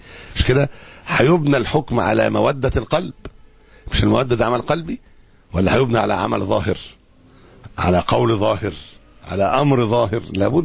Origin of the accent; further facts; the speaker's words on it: Egypt; اساطين الليبرالية عندنا في مصر